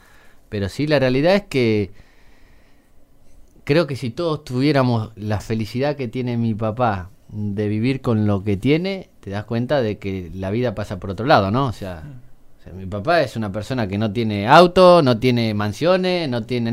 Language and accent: Spanish; Casbas, Buenos Aires, Argentina; born there; Nací en Casbas. Uh-huh. Nací en Casbas, hijo de madre soltera